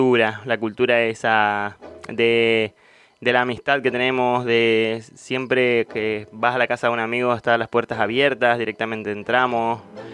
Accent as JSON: {"language": "Spanish", "region": "Mendoza", "country": "Argentina", "said": "Yo que soy yo soy de Mendoza, una provincia colindante con Chile."}